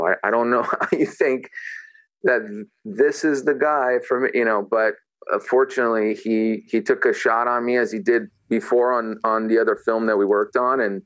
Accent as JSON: {"language": "English", "country": "Romania", "tie": "born or raised there", "also_born_or_lived": "Vienna, Austria", "said": "especially just growing up in Europe and in Romania and then in Vienna, Austria."}